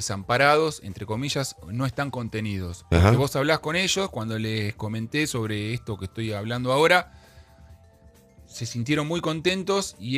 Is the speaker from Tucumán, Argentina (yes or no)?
no; La Plata, Buenos Aires Province, Argentina; cuando uno va a Buenos Aires y le decís que sos de La Plata, el comentario que te hacen es qué movida que hay allá con el tema del vino.